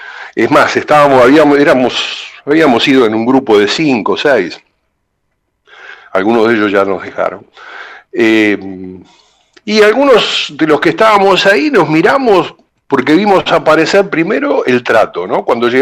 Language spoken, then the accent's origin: Spanish; Lanús, Buenos Aires Province, Argentina; me crié en Lanús Este, ahí yo llegué en los años 60, más o menos, 1960